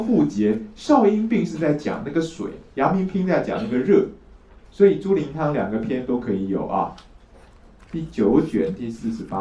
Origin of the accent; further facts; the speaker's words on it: China; 但这也是我们中国人的一种迷信啊